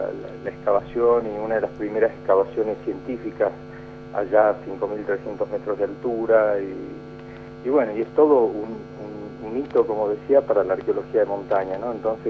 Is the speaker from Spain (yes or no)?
no; Salta, Argentina; soy de acá, de Salta, del norte argentino, y siempre vinculado a Mendoza